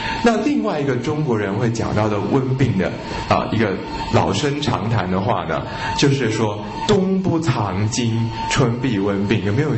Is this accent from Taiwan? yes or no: yes; Taiwan; 我们台湾人哦，每天泡在这种90%、100%的湿度里面哦